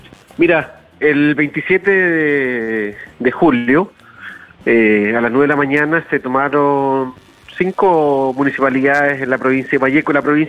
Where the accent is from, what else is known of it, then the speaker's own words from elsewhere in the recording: Araucanía, Chile; Entendiendo que somos de aquí de la Araucanía, 650 kilómetros